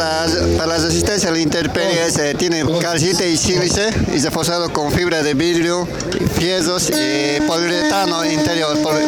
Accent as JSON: {"language": "Spanish", "country": "Bolivia", "said": "soy escultor de Bolivia."}